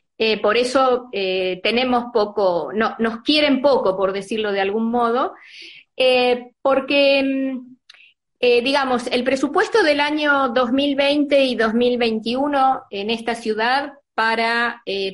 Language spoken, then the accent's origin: Spanish; Argentina; born there; A mí me tocó acá, porque bueno, es la ciudad donde yo nací, viví, salvo mi infancia y adolescencia